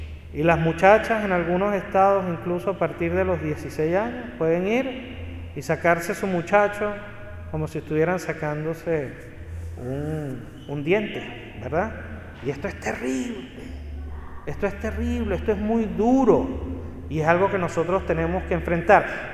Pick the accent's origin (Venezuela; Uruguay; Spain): Venezuela; así dicen allá en Venezuela de donde yo vengo